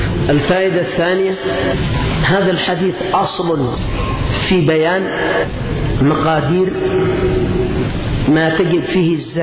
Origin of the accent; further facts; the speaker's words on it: Yemen; لأن 100,000 عندنا في اليمن ممكن تأتي حق 3-4 شياه